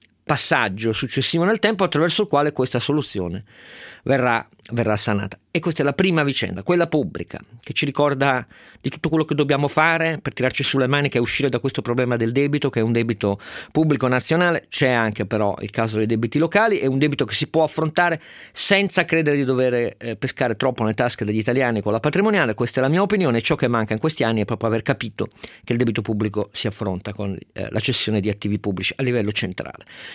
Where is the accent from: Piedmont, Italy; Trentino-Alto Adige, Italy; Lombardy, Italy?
Piedmont, Italy; io sono piemontese e questo mi addolora